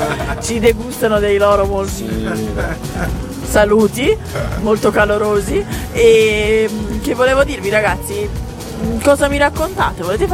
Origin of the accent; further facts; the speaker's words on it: Naples, Campania, Italy; Napoletana.